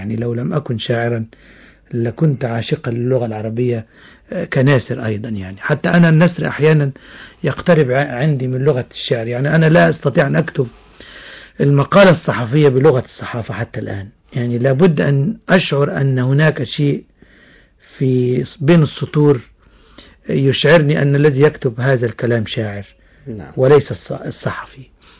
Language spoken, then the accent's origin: Arabic; Beheira, Egypt; also born or lived in Kafr el-Sheikh Governorate; أنا ولدت في محافظة كفر الشيخ في 10 فبراير 1945، وبعد عام واحد من ولادتي انتقلت الأسرة إلى محافظة البحيرة. أصل الأسرة كان من محافظة البحيرة